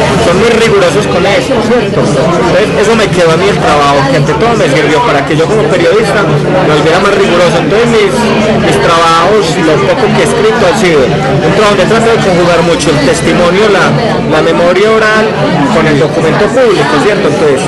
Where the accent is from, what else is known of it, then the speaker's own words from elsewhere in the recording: San Vicente, Antioquia, Colombia; yo soy del Oriente Antioqueño, más que de San Vicente, yo soy del Oriente, ¿cierto?